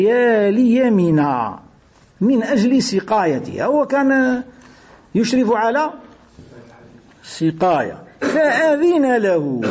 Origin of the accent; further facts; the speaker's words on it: Algeria; يقولوا حتى احنا عندنا في الجزائر في بعض المواطن كي يقول لك المال